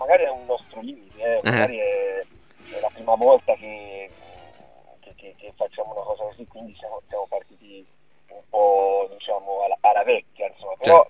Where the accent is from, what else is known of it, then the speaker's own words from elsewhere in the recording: Torrita di Siena, Tuscany, Italy; also born or lived in Arezzo; Io, in realtà io sono cresciuto a Torrita di Siena, che è un paesino che... con Montepulciano